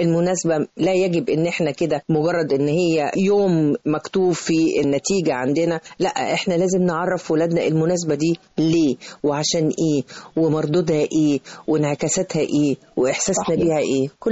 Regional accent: Egypt; وطبعا احنا كلنا كمصريين عارفين اليوم ده قد ايه كان بيؤلمنا،

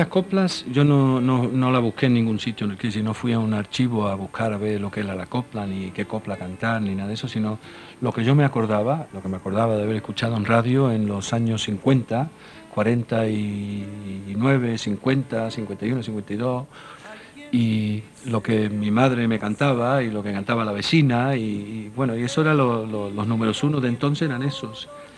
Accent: Gibraltar; also born or lived in London; yo soy nacido en Londres, criado en Gibraltar, Andalucía. La copla la escuché yo de niño

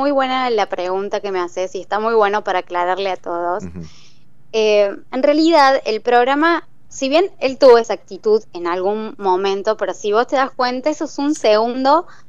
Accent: Córdoba, Argentina; que soy de Argentina, de Córdoba

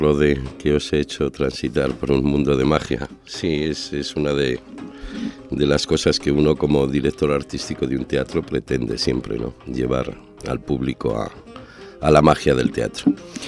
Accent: northern Spain, Spain; now in Ecuador; En mi país, lo de mi tierra, yo soy del norte y él era

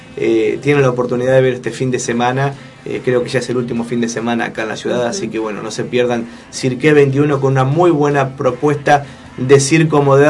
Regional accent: Buenos Aires, Argentina; Somos de Buenos Aires

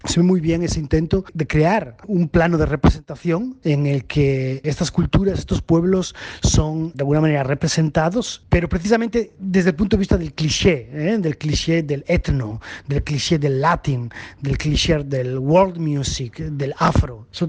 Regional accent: Galicia, Spain; yo vengo de la periferia de Europa, yo soy gallego, de una de las regiones más pobres de Europa

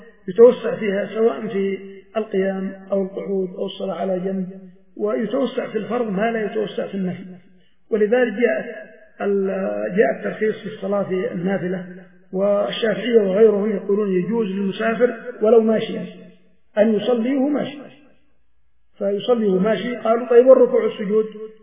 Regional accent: Yemen; ولكن في مثل بلادنا اليمن مثلا بين المشرق والمغرب قبلة

